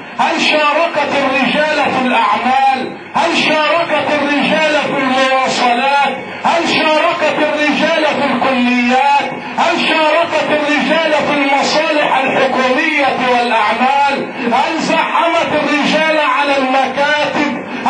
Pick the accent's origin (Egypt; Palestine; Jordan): Egypt; لان عدد الوزيرات عندنا في مصر قليل